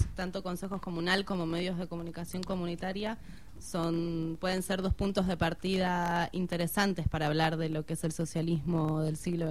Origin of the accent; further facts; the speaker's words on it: Argentina; also born or lived in Venezuela; soy de Argentina, viví en Venezuela los últimos 3 años y medio